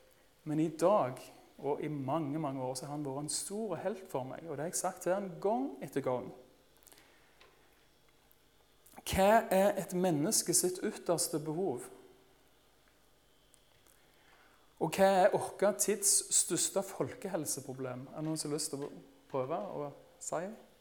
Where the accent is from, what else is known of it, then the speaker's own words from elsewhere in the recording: Rogaland, Norway; En dag så var det en kamerat som kom kjørende opp grusveien på Rogland, der jeg vokste opp.